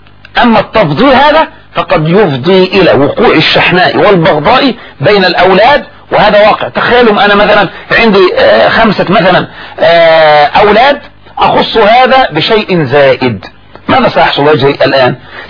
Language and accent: Arabic; Egypt; ولهذا الذي يجري عندنا في مصر لما يموت الاب